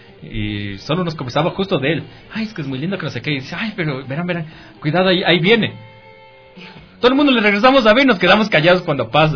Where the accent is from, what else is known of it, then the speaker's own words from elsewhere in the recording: Ecuador; como buen ecuatoriano, como indio feo, resentido.